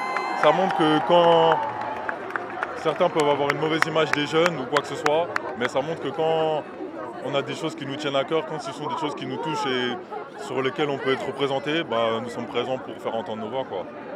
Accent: Rouen, Normandy, France; Oui, moi je suis de Rouen, ouais.

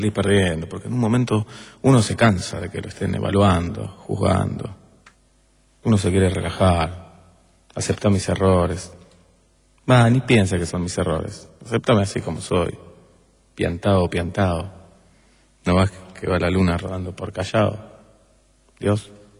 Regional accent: Argentina; Y soy argentino y los argentinos a veces somos así.

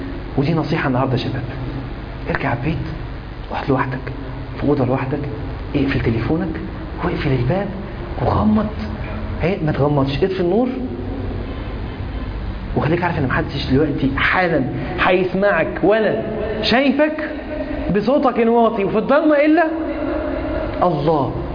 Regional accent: Egypt; هو حمام عام عندنا في مصر تحديدا

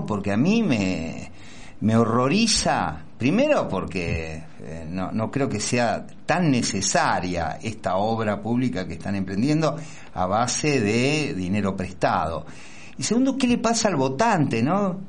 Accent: Argentina; no pude ir como participante argentino

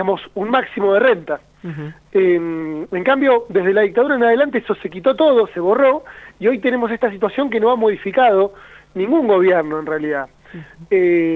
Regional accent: Río Negro, Argentina; si bien yo soy de Río Negro, vivo en Bariloche

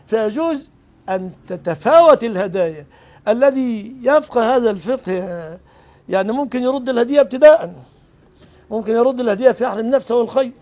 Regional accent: Egypt; ما فيش بلدنا مصر كلام عصيات

